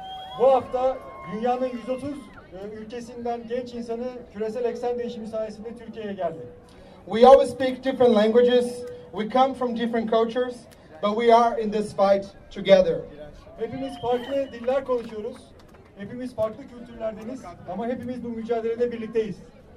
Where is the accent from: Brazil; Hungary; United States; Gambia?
Brazil; English is a second language; But more than anything, I'm coming here from Brazil.